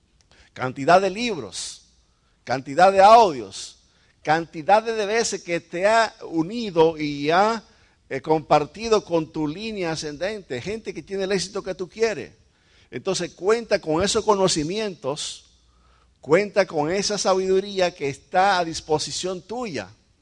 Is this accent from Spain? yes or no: no; Dominican Republic; Nuestro país, República Dominicana. ¿Sabes lo que vamos a hacer? Vamos a ir donde ella nació y donde yo nací, a llevar a nuestros hijos.